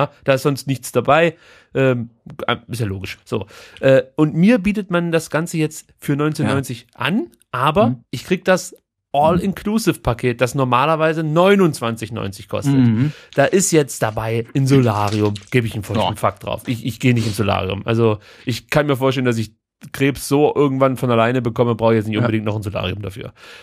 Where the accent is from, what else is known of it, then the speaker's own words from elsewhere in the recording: East Germany, Germany; ich bin in der DDR groß geworden. Ich bin letzten Endes nicht am Atomkraftwerk aufgewachsen, sondern im Atomkraftwerk.